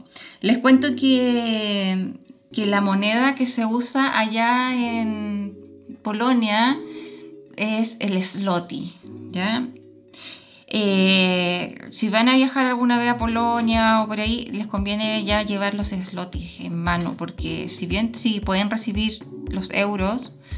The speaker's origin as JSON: {"language": "Spanish", "region": "Magallanes", "country": "Chile", "said": "Por suerte que soy magallánica, por si no me muero."}